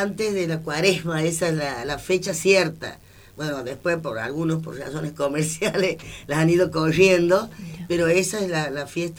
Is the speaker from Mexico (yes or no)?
no; La Rioja, Argentina; Bueno, yo vengo desde La Rioja.